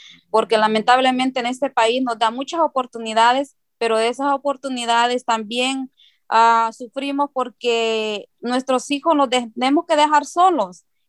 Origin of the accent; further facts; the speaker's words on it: El Salvador; now in Santa Ana; Vivo aquí en Santa Ana, soy de El Salvador. Tengo 20 años viviendo aquí en Santa Ana.